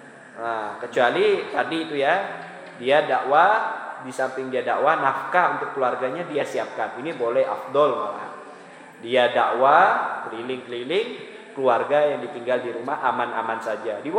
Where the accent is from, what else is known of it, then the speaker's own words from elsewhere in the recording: Tanjung Hulu, West Kalimantan, Indonesia; Itu terjadi di kampung saya di Tanjung Hulu itu.